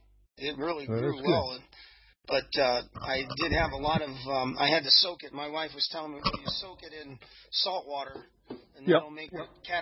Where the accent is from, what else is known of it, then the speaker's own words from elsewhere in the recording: United States; Well, I got Irish in me. I'm American, really.